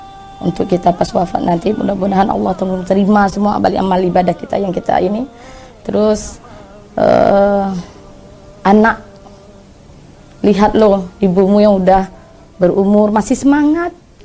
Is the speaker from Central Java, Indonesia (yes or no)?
no; Jambi, Indonesia; asal dari Kota Jambi. Saya lahir 19 Desember 1979.